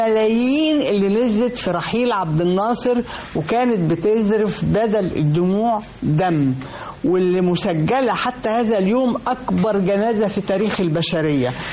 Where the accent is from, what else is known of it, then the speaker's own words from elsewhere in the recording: Egypt; عايزة أقول تجربتي أنا كمواطنة مصرية